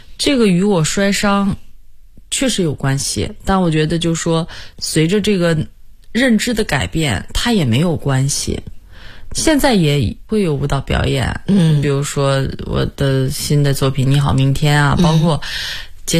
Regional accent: Hohhot, Inner Mongolia, China; 因为我的老家在内蒙古呼和浩特市，我们那边特别多的时候都会有那种就是音乐啊，蒙族音乐，

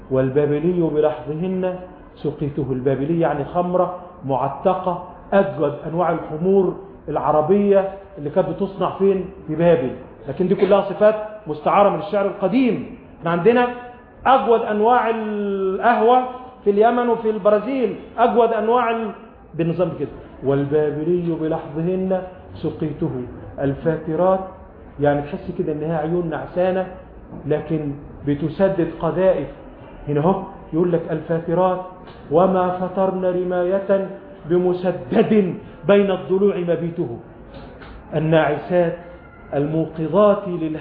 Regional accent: Sharqia Governorate, Egypt; تعال عندنا في الريف الستات اللي هنا اللي من الريف وستات عندنا في بلدنا في الشرقية

